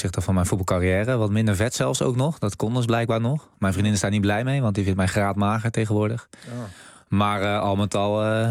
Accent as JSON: {"language": "Dutch", "town": "Maastricht", "region": "Limburg", "country": "Netherlands", "said": "Ik kom hier uit Maastricht."}